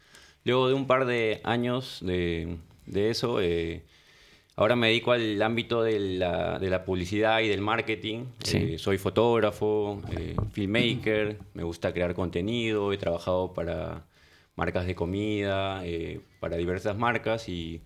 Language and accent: Spanish; Lima, Peru; Yo soy de Lima, Perú.